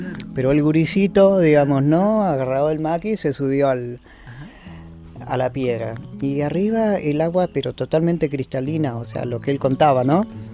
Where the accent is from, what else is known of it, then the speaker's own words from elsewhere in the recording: El Bolsón, Río Negro, Argentina; born there; Tuve el privilegio de nacer acá en Bolsón.